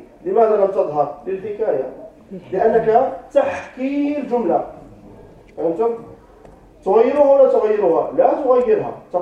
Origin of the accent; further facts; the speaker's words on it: Morocco; مثلا عندنا في المغرب يسمونه محمد سعيد.